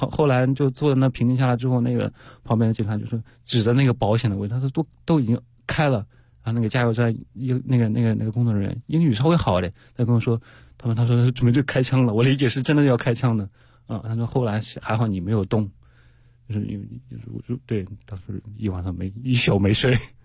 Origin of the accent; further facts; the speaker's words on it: China; 一直说我是中国人，我是来旅行的